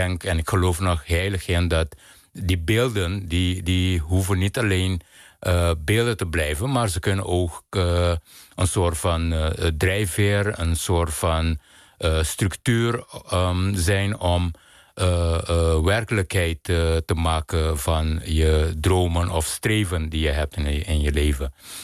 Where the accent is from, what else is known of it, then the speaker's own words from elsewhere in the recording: Curaçao; ik ben op Curaçao geboren en opgegroeid, waar kleur gewoon een heel bepalend element is in je dagelijks leven.